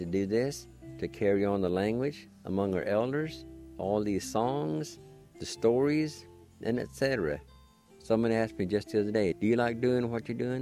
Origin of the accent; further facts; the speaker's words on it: United States; first language Cherokee; English is a second language; And Cherokee was my first language, and I didn't learn how to read and write till 2001.